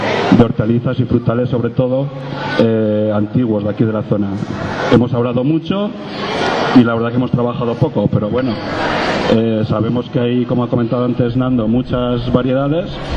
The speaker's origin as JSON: {"language": "Spanish", "town": "Mora de Rubielos", "region": "Aragon", "country": "Spain", "tie": "born or raised there", "said": "soy de Mora"}